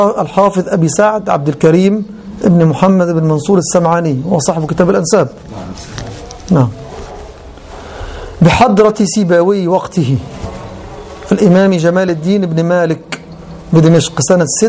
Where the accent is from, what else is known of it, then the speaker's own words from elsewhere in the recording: Egypt; كان عندنا في مصر الأصل اليوناني أولا